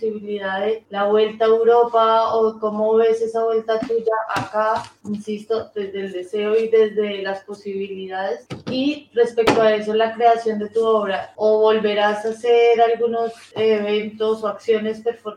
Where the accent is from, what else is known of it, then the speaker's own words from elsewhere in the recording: Colombia; now in Bilbao, Spain; Yo llevo poco en Bilbao, soy colombiana.